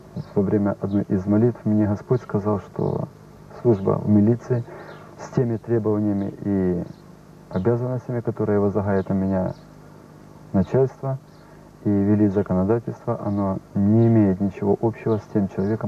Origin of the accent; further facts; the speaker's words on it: Khmelnytskyi Oblast, Ukraine; also born or lived in Horlivka; Я родился в 1963 году в городе Горловка Донецкой области. Воспитывался я в Белогорском районе Хмельницкой области.